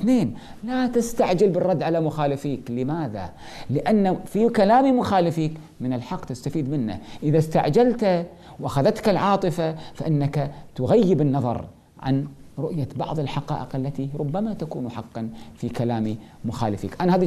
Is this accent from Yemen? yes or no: no; Kuwait; الدكتور عبد الله النفيسي عندنا في الكويت